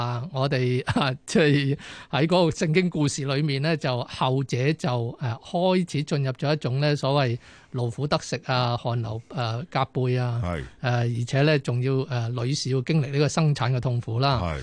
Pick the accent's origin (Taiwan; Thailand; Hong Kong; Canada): Hong Kong; 就係話我哋香港人咧平均嘅歲數啊